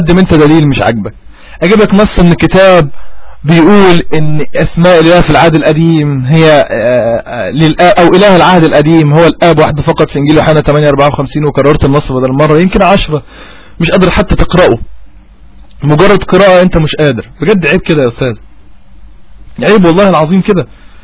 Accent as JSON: {"language": "Arabic", "region": "Upper Egypt", "country": "Egypt", "said": "أنا صعيدي والصعيدي ودماغي صارمة"}